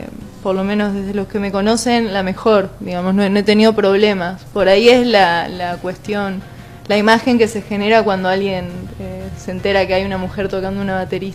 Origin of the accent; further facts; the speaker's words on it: Esperanza, Santa Fe, Argentina; now in Santa Fe, Argentina; yo soy en realidad de Esperanza y me vine acá a estudiar